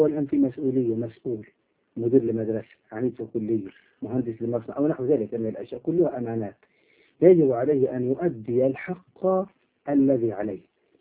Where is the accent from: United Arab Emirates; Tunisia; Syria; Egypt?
Egypt; Upper Egypt; accent: Upper Egyptian (Sa'idi); احنا عندنا في الصعيد نقول يضرب الجلة